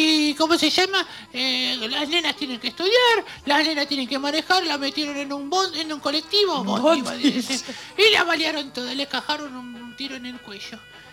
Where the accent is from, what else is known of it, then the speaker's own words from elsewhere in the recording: Argentina; Ahora que cumplimos 500 y pico de años de la conquista de que somos Argentina